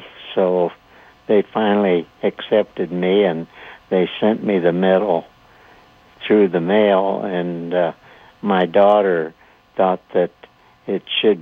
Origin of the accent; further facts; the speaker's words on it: St. Joseph, Missouri, United States; also born or lived in Buchanan County, United States; And I grew up in Buchanan County, Missouri, and later on, 5 or 6 years old, my family moved to St. Joseph, Missouri, where I grew up as a young man.